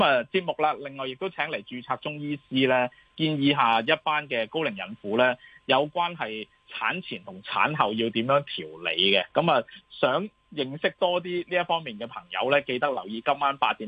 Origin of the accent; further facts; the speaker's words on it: Hong Kong; 即係期望咧即係幫助我哋香港人融入灣區發展咁話。